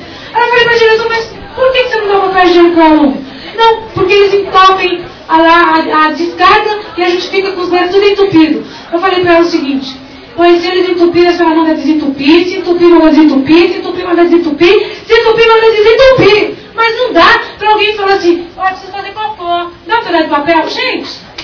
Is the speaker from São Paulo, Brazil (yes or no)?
yes; Cubatão, São Paulo, Brazil; Eu moro no mesmo lugar, na mesma casa, tenho os mesmos vizinhos, e nasci em Cubatão, sou filha, neta, bisneta, tataraneta de cubatense